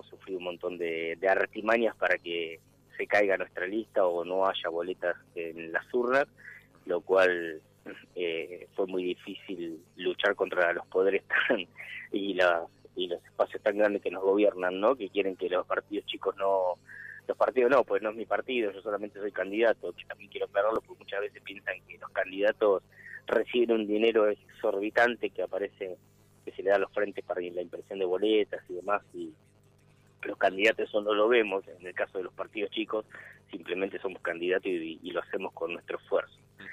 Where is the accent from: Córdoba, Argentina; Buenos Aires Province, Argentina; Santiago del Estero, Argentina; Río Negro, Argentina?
Buenos Aires Province, Argentina; Tandil; estoy en La Plata en este momento, pero sí, vivo, nací en Tandil, viví toda mi vida en Tandil, menos un par de años nada más, sí. O tres añitos, en otro lugar estudiando.